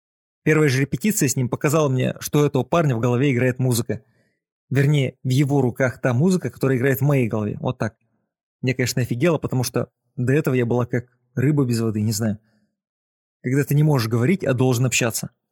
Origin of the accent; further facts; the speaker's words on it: Chausy, Mogilev Region, Belarus; Я, белорус из маленького городка Чаусы, влияю на язык